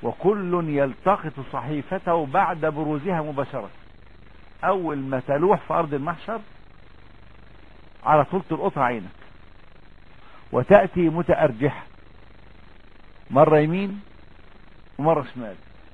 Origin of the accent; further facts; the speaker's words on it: Upper Egypt, Egypt; لا احنا صعيدة يا حاج. لا هو المشكلة في ايه يعني، ان انا صعيدي وهما بورسعيدية.